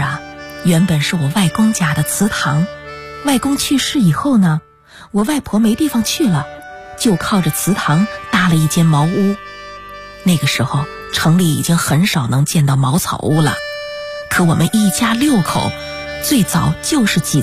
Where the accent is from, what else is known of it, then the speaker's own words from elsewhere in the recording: Sichuan, China; 我们家吧是那种典型的川西民居，穿斗结构的